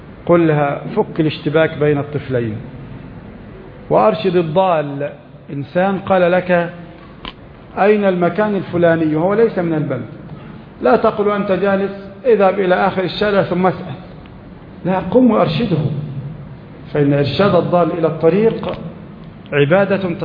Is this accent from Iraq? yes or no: no; Egypt; قد يكون عدد المحافظة عندنا في مصر مثلا 5 ملايين